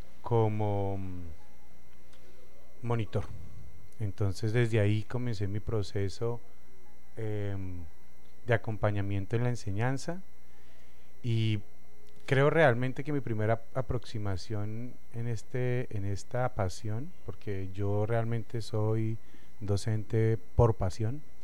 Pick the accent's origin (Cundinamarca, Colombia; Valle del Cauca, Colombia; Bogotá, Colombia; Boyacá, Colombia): Bogotá, Colombia; Pero sí, no. Yo soy Rolo de Bogotá, no, el otro no.